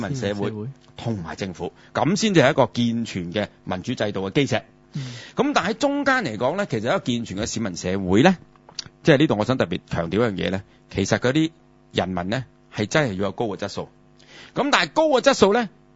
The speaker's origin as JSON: {"language": "Cantonese", "country": "China", "said": "咁你话我哋中国人咧吓、啊，几千年嘅文明古国吓、啊，悠久历史，我哋嘅文化咁发达"}